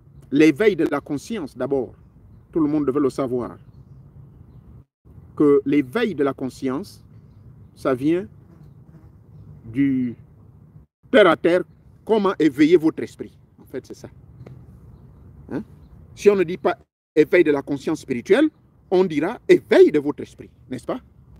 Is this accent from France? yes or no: no; Gabon